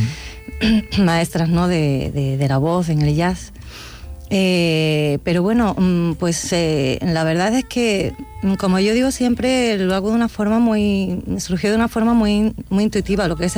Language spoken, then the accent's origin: Spanish; Cádiz, Andalusia, Spain; Sí, exactamente. Soy muy gaditana.